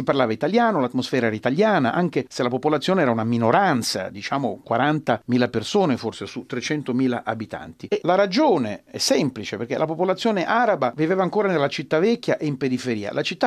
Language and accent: Italian; Tripoli, Tripoli District, Libya; moved away; sono nato e cresciuto a Tripoli, sono scappato da Tripoli con la mia famiglia proprio quando Muammar Gheddafi stava per prendere il potere.